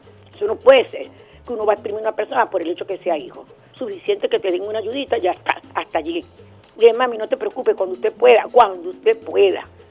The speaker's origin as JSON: {"language": "Spanish", "country": "Venezuela", "said": "Somos venezolanos."}